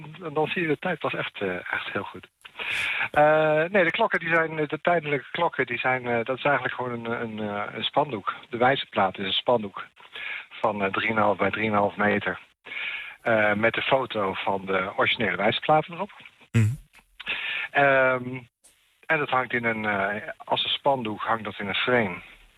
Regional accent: Utrecht, Netherlands; Ja, ik kom zelf ook uit Utrecht.

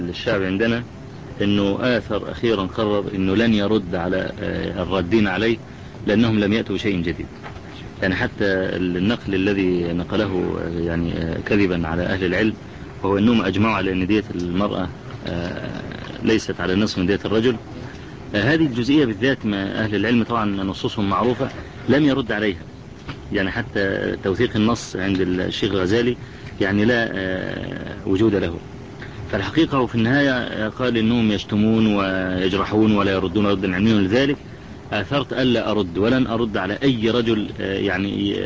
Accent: Egypt; يعني الشباب عندنا في مصر يعانون من هذا البلاء

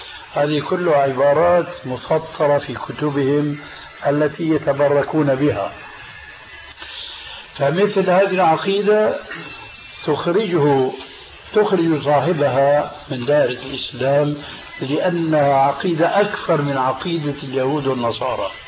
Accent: Syria; تلقفها بعض العامة عندنا في سوريا

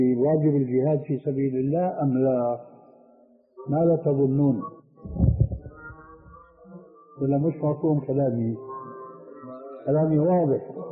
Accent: Syria; كما يقولون عندنا في الشام

